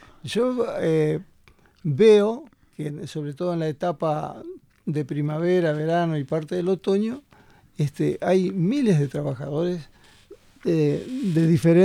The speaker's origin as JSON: {"language": "Spanish", "region": "Maldonado", "country": "Uruguay", "said": "yo soy de Maldonado, a su vez, allá en la zona de Maldonado hay grandes emprendimientos de plantaciones de árboles"}